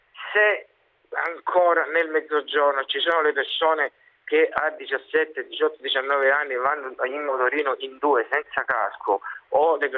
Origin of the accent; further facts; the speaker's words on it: Reggio Calabria, Calabria, Italy; Io sono di Reggio Calabria